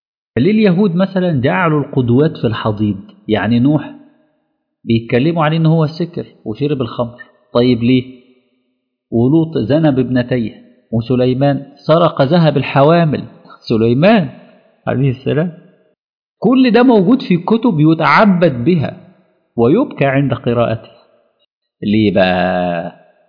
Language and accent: Arabic; Alexandria, Alexandria Governorate, Egypt; في اولاد كتير جدا مثلا في مدينتي في الاسكندرية